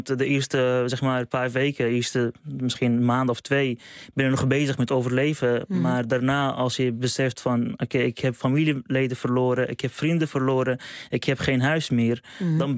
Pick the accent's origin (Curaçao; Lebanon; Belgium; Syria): Syria; now in Netherlands; Maar voor mij ook, ik kom zelf uit Syrië. Ik heb familieleden verloren in de oorlog, maar ook in de laatste aardbeving.